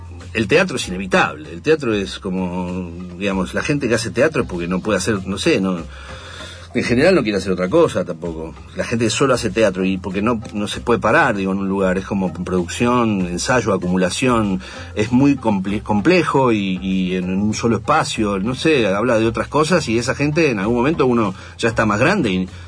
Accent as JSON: {"language": "Spanish", "country": "Argentina", "said": "Imaginen eso, soy argentino, no me lleven."}